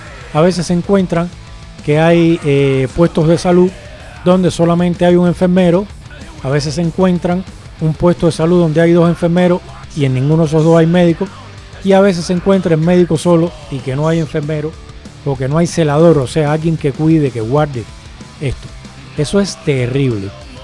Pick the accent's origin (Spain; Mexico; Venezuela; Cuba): Spain; lo estoy viendo como ciudadano español que soy, pero también lo estoy viendo como fuera